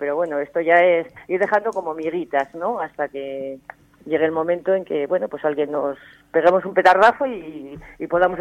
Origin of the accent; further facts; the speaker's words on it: Zaragoza, Aragon, Spain; born there; soy nacida en Zaragoza, y parte de mi familia está allí.